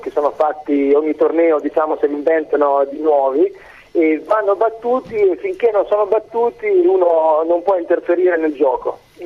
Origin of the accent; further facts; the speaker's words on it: Fano, Marche, Italy; Io sono di Fano, Fano delle Marche.